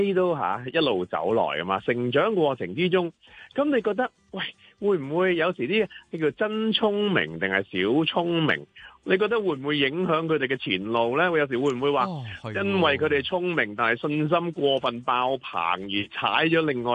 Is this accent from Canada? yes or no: no; China; 咁啊小朋友就我哋中国人咧，传统就叫做过咗年